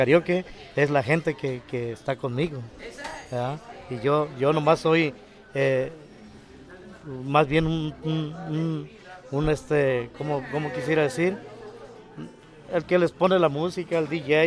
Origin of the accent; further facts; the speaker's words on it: Mexico; para que no se pierda esa esencia de México, ¿verdad? Que estemos siempre lo que somos, unidos, mexicanos